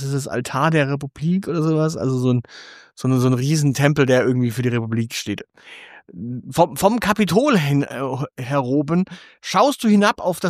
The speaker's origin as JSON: {"language": "German", "town": "Stuttgart", "region": "Baden-Württemberg", "country": "Germany", "said": "Darum sagte ich, naja, ich bin direkt aus Stuttgart"}